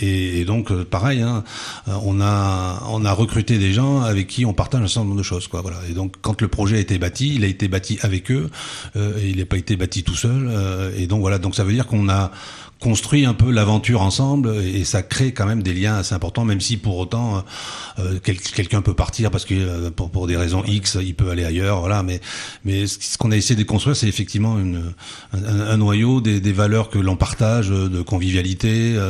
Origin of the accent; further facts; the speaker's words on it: Bordeaux, Nouvelle-Aquitaine, France; moi je suis bordelais et puis j'ai vécu juste à côté, puisque mes grands-parents étaient de Saint-Augustin, hein, donc juste à côté